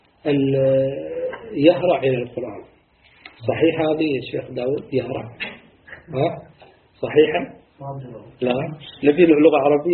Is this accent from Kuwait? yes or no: yes; Kuwait; يعني شيء بديع عندنا في الكويت الحمد لله